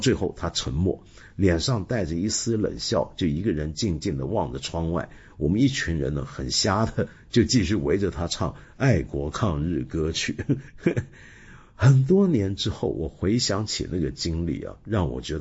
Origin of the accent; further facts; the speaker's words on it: Taiwan; 这就要说到我小时候。我小时候在台湾接受教育啊